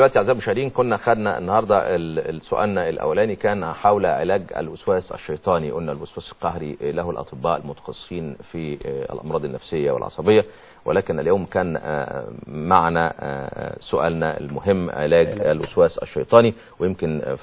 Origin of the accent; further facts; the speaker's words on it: Upper Egypt, Egypt; وفي الصعيد يعني عندنا في الصعيد